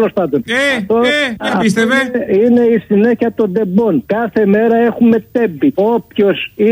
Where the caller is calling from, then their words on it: Peristeri, Attica, Greece; από Περιστέρη. Τα έχουμε ξαναπεί.